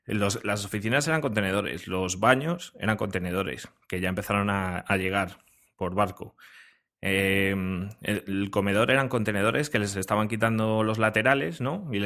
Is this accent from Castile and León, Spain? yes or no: yes; Frechilla, Castile and León, Spain; una cena en mi pueblo, en Frechilla … ¿no? Yo soy de un pueblo de Palencia que se llama Frechilla.